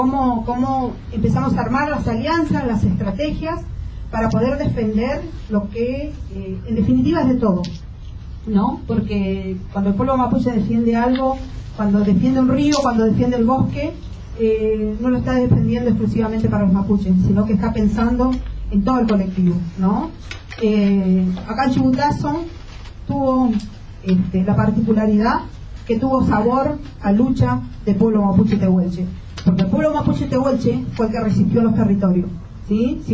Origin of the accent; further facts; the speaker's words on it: Costa Rica; now in Argentina; Yo cuando me vine acá muy jovencita a esta zona, yo soy de Costa Rica